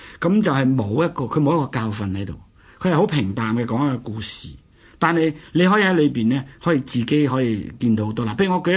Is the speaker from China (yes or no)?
yes; China; 我哋中国人写小说或者系受咗传统嘅影响啊